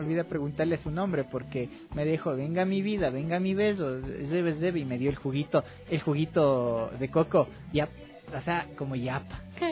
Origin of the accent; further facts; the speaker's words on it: Ecuador; Entonces, es lo que realmente somos los ecuatorianos.